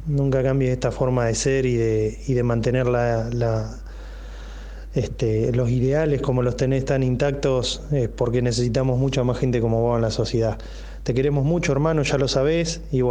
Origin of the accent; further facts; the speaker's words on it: Olavarría, Buenos Aires Province, Argentina; Nosotros estamos más de 800 kilómetros de donde él vive. Soy de Olavarría, de la ciudad natal de él.